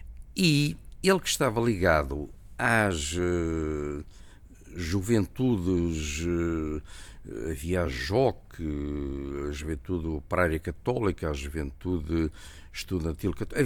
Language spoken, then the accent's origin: Portuguese; Torres Vedras, Lisbon, Portugal; born there; nasci em Torres Vedras em 1939. Torres Vedras é aqui uma terra ao pé de... agora é uma cidade, ao pé de Lisboa, a 45 quilómetros, uma coisa assim. Quer dizer que eu tenho neste momento 76 anos.